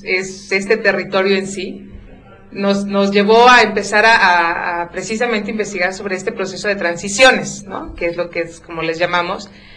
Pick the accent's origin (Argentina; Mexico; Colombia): Mexico; Santiago Momoxpan, Puebla; pero yo soy de Santiago Momoxpan, yo no soy de una zona conurbada.